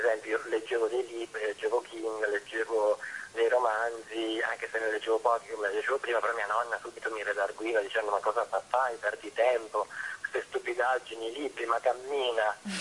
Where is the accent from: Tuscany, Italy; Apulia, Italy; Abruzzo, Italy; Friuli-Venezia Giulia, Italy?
Abruzzo, Italy; nella chiesa di San Cipriano, della chiesa di Colonnello, il mio paesino in Abruzzo